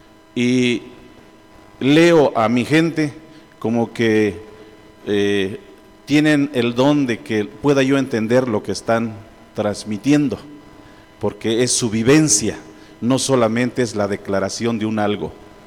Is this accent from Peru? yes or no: no; Totontepec, Oaxaca, Mexico; en mi pueblo Totontepec, los hombres somos callados, no cantamos las alabanzas, son las mujeres las que cantan muy fuerte.